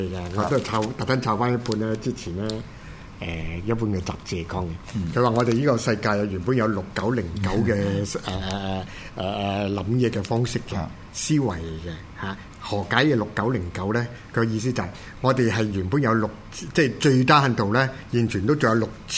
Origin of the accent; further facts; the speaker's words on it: China; 這個最啱我哋中國人去講呢